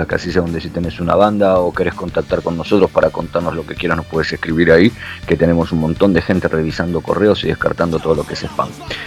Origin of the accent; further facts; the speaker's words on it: Buenos Aires, Argentina; moved away; me dejé una biografía en Argentina porque no tenía más espacio en la mochila para venirme, en el cayuco que me vine de Buenos Aires.